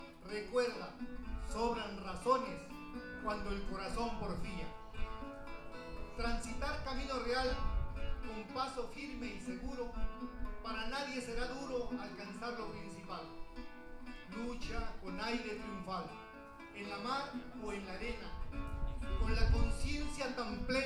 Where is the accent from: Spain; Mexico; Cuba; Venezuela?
Mexico; la cual a mi tierra mexicana llevaré con muchos momentos de alegría